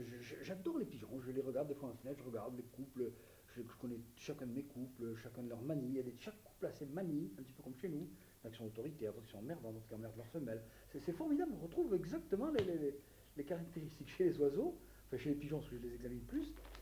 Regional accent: Algeria; Je suis originaire d'Algérie.

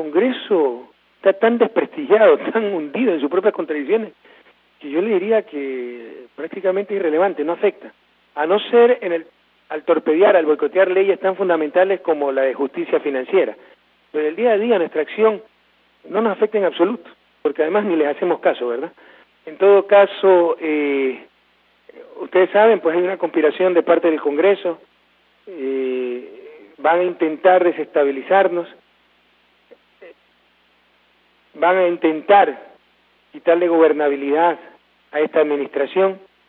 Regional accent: Guayaquil, Guayas, Ecuador; born there; Recuerden que Guayaquil es mi ciudad natal, compatriotas

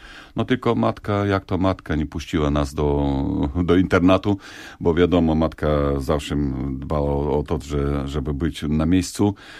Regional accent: Zakarpattia Oblast, Ukraine; Polish is a second language; Tam dostałem się do początkującego pedagoga, też z Zakarpacia, też z moich stron.

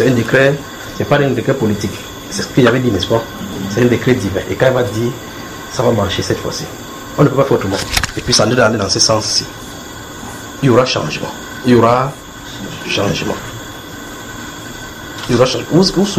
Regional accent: Cameroon; Si tu es Camerounais, je suis Camerounais.

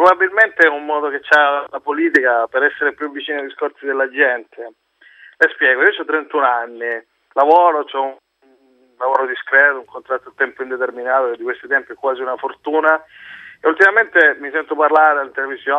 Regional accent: Sicily, Italy; ponti sullo stretto, sono siciliano, pure

